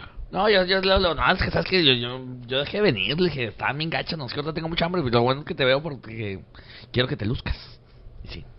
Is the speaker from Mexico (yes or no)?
yes; Ciudad Juárez, Chihuahua, Mexico; Luego, no, somos de Juárez.